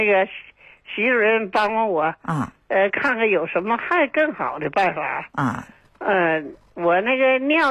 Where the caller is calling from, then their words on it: Shenyang, Liaoning, China; 我是沈阳的。